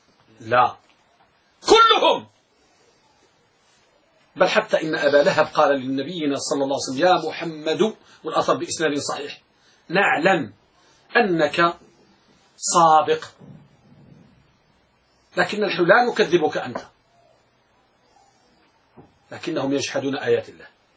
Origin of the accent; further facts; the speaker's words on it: Morocco; ولهذا أحد الجلادين عندنا بالمغرب يدعى عبد العاطي